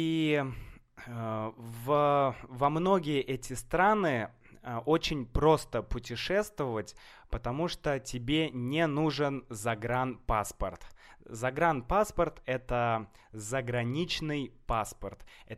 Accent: Saint Petersburg, Russia; в Санкт-Петербург, да, я из Санкт-Петербурга, мой город Санкт-Петербург

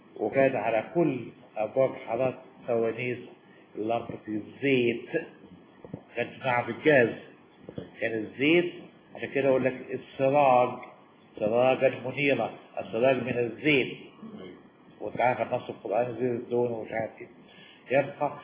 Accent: Damietta, Damietta Governorate, Egypt; أنا دمياطي بس حاسة والله العظيم

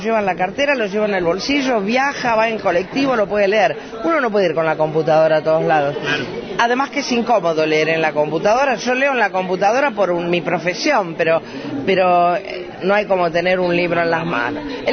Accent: Trelew, Chubut, Argentina; Vengo de Trelew.

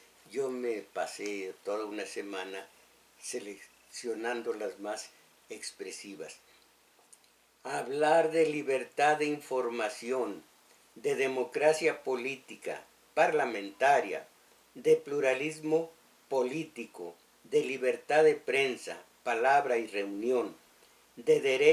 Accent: Mexico; esos somos los mexicanos, el pueblo inocente

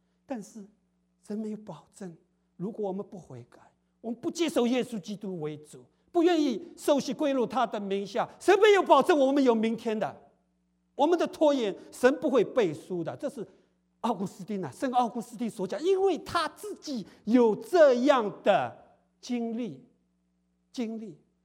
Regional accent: China; 就有点像我们中国人，不是，好念书啊，好念书，我就好好工作嘛，供应你念书

